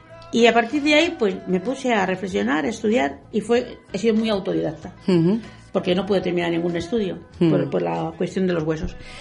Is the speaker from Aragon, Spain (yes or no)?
no; Madrid, Community of Madrid, Spain; ¿Qué pasaba en mi pueblo es Madrid, pero fundamentalmente...